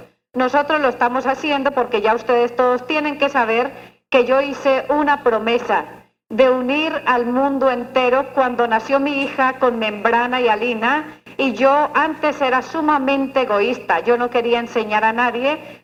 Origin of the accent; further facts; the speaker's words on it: Antioquia, Colombia; No abandono mi carrielito por nada del mundo porque soy muy antioqueña todavía, ¿no?